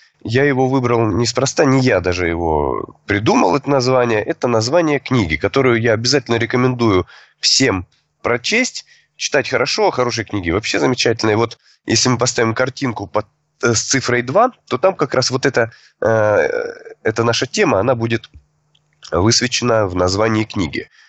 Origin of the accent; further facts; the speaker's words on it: Rostov-on-Don, Rostov Oblast, Russia; Я учитель трезвости из Ростова-на-Дону.